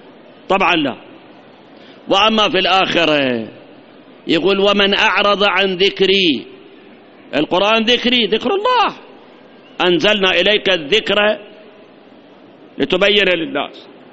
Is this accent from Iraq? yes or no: yes; Iraq; احنا فت شهرين ثلاثة صار عندنا جفاف، هاي عندنا بالعراق بعد صار عندنا جفاف